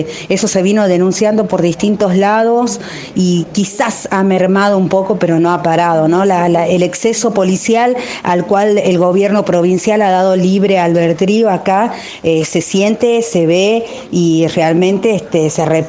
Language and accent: Spanish; Libertador General San Martín, Jujuy, Argentina; soy integrante de CAPOMA, desde acá de Libertador General San Martín, Jujuy.